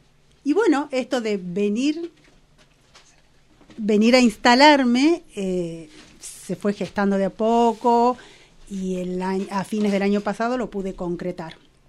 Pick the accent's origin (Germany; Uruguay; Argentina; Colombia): Argentina; Tucumán; now in Bariloche, Argentina; soy de Tucumán también, estoy nuevita acá en la zona.